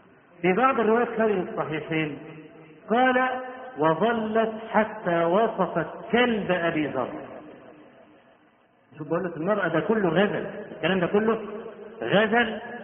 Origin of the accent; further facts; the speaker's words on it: Egypt; واحنا عندنا في مصر بدعة قبيحة